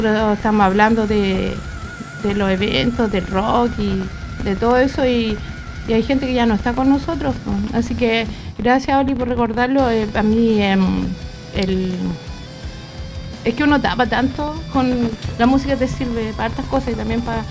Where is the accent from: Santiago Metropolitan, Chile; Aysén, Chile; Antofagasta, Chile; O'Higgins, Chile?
Santiago Metropolitan, Chile; La Florida; now in Puente Alto, Chile; yo soy de la Florida, fui criada en la Florida y hace 13 años me vine a Puente Alto.